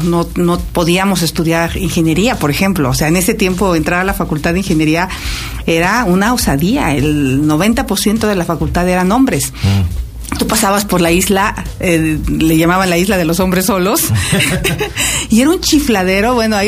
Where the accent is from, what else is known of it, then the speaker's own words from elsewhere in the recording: Tepatepec, Hidalgo, Mexico; Soy de Tepatepec, del Valle del Mezquital.